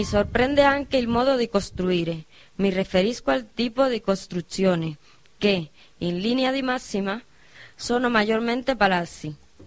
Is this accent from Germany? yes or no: no; Havana, Cuba; now in Spain; Sono proprio della Habana, che è la capitale di Cuba, dove ci sono circa 2 milioni di abitanti e dove si trova il maggior flusso turistico di tutta l'isola.